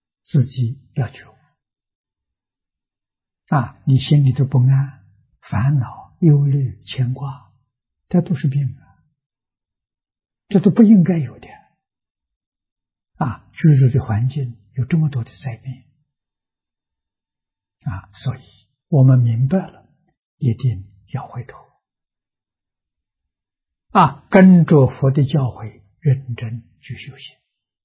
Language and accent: Chinese; China; 啊，我们中国人因为看到有5种原译本